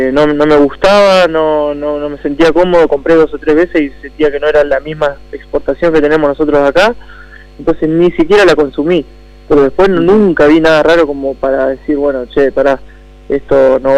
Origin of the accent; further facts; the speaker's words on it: Argentina; nos nombran a nosotros como argentinos de mucho carácter